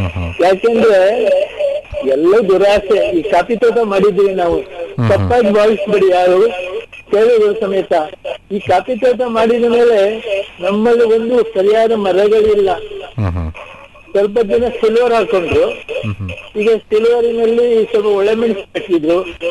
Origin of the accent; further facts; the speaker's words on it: Kavoor, Karnataka, India; ಭಾಗಮಂಡಲ ನಾಡಿನಲ್ಲಿ ನಮ್ಮ ಊರು ಕಾವೂರು ಅಂತ